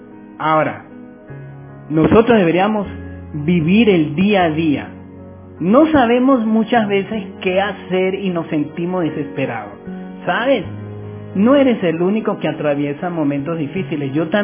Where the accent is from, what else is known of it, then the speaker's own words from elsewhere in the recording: Caracas, Capital District, Venezuela; born there; Soy caraquista porque nací en Caracas realmente